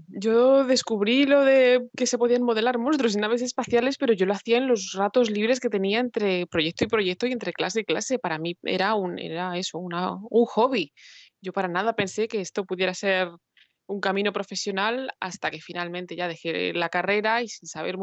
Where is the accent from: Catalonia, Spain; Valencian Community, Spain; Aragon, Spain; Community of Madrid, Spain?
Community of Madrid, Spain; Madrid; Yo soy originalmente de Madrid